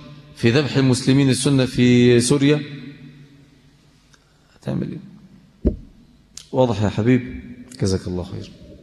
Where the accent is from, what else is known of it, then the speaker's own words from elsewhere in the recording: Mansoura, Dakahlia, Egypt; عشان احنا عندنا في المنصوره ونواحي بتاعتنا ديت عندنا نظام تاني